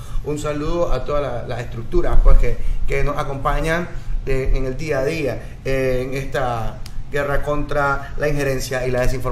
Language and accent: Spanish; Nicaragua; el beneficio que nos va a dar como nación, como nicaragüense